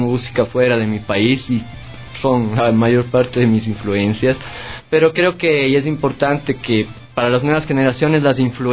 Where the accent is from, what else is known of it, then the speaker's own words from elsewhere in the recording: Cuenca, Azuay, Ecuador; Pero no, cuencano de cepa y a mucha honra.